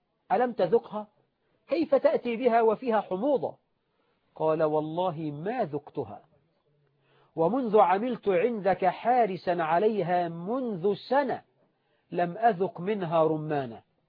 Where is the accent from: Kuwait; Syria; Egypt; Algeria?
Egypt; احنا عندنا في مصر على سبيل المثال 9 مليون بنت عانس عدت 35 سنة وهي بلا زوج